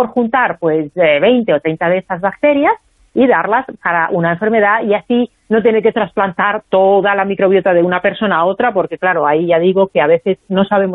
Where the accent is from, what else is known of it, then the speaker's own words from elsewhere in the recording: Finland; Spanish is a second language; yo soy de Finlandia, y hay científicos, compatriotas míos